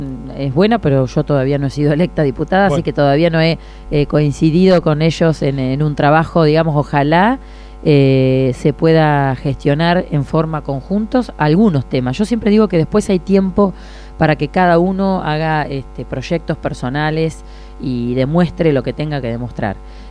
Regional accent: Saladillo, Buenos Aires Province, Argentina; porque somos los tres de Saladillo

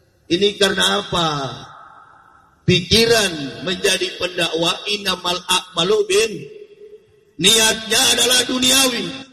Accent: Manado, North Sulawesi, Indonesia; born there; Saya dilahirkan di kota Manado. Kota Manado itu adalah mayoritas berpenduduk agama Kristen. Dulu saya masuk Islam di Manado itu, di Sulawesi.

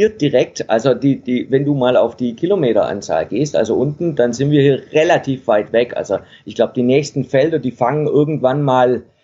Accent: Baden-Württemberg, Germany; now in Denmark; Ja, ursprünglich komme ich aus dem Stuttgarter Raum.

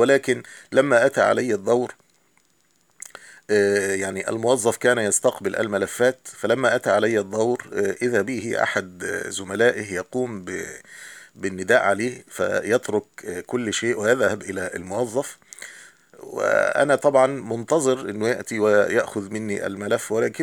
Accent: Egypt; وطبعا نحن كمصريين نعلم هذا

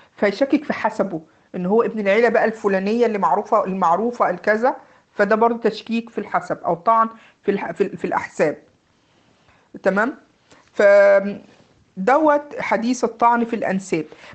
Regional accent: Egypt; زي ما بيقولوا عندنا في مصر ايه، فشار.

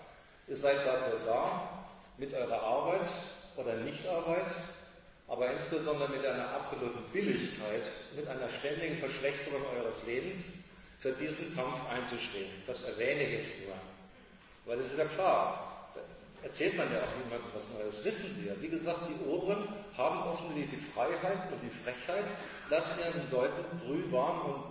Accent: Germany; Ich bin Deutscher, wie ein Franzose, ein Russe ist.

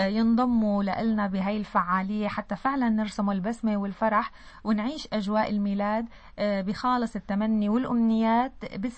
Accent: Syria; ويكبر قلبنا إن شاء الله بالأيام الجاية تكون خير ومحبة على بلدنا سوريا

